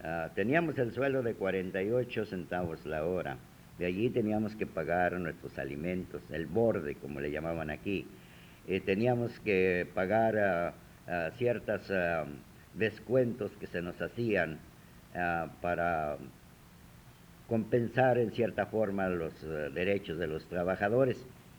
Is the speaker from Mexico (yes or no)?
yes; Mexico; Pero nosotros tenemos la experiencia como mexicanos de nunca dejarnos.